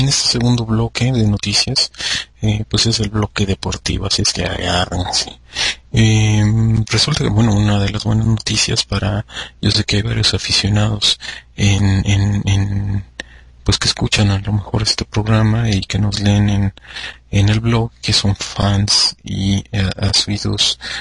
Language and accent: Spanish; Mexico; nosotros tenemos algo similar, aunque guardando las distancias, y me refiero por ejemplo en nuestro caso como mexicanos